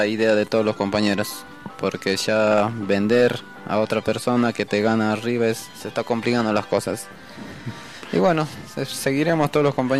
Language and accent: Spanish; Bolivia; now in Argentina; nosotros emigramos de Bolivia para Argentina en las crisis que había en Bolivia en los años, yo especialmente vine en el 2002 para Varadero, también por el crisis que había.